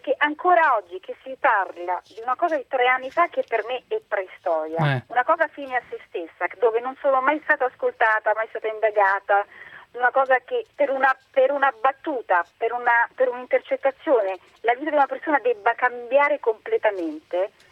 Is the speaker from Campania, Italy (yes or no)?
yes; Naples, Campania, Italy; Guardi, io vengo da Napoli, eh.